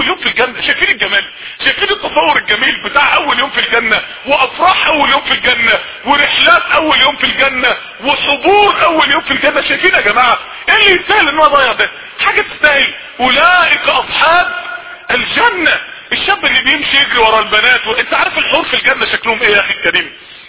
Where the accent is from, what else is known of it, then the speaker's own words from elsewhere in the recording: Mansoura, Dakahlia, Egypt; ما يعرفوش ان انا من المنصوره بس ولا حاجه